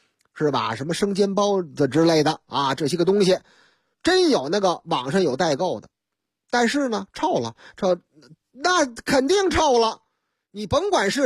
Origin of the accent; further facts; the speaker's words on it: Beijing, China; 说您哪人啊？我是北京的。